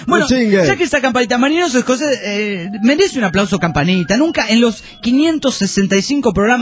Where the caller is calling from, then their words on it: Aguascalientes, Mexico; Soy de Aguascalientes, México.